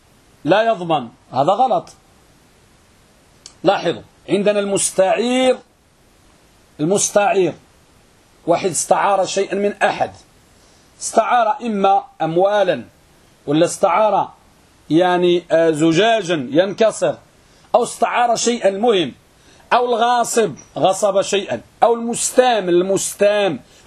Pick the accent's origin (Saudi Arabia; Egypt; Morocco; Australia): Morocco; لأن يعتقد أن عندنا في المغرب وماشي غير في المغرب فقط يقول الغرامة حرام